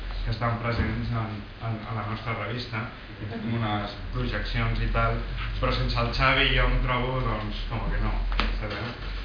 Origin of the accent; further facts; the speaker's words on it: Catalonia, Spain; tot i que es fa aquí, i molts de l'equip som catalans